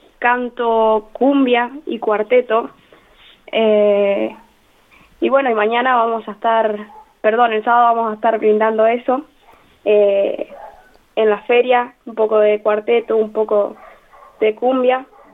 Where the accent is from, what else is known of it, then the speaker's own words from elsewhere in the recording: Lo Antoro, Argentina; now in Santa Rosa, Argentina; Yo soy de Lo Antoro, sí, pero bueno, actualmente estoy viviendo en Santa Rosa porque estoy estudiando acá.